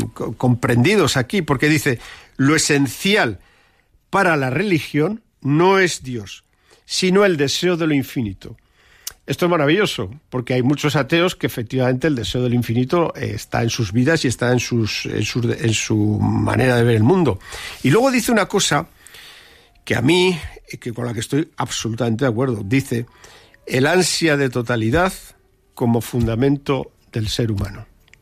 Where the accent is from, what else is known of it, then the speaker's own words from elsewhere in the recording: Barbastro, Aragon, Spain; recuerdo en mi pueblo en Barbastro, decía mi madre